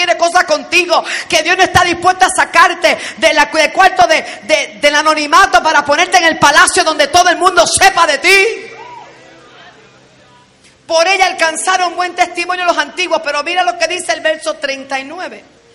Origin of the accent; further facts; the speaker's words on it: Bayamón, Puerto Rico; also born or lived in Bronx, United States; Una niña que nació en el Bronx, New York, you know. Me crié en Bayamón Garden, en la calle 13.